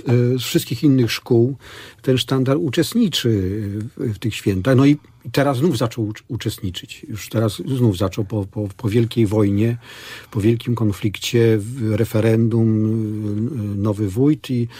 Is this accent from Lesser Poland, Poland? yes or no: no; Rzeczyca, Masovian Voivodeship, Poland; No ja pochodzę z bardzo ważnej wsi na Mazowszu.